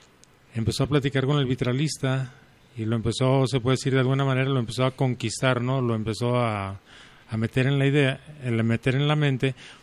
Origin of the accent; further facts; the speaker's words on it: Encarnación de Díaz, Jalisco, Mexico; Yo soy de La Chona, Encarnación de Díaz, Jalisco.